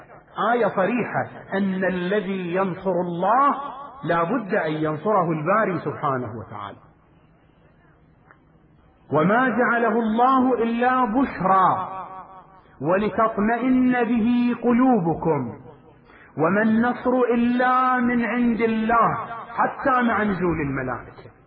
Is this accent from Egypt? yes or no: no; Iraq; وبلاؤنا نحن أبناء العراق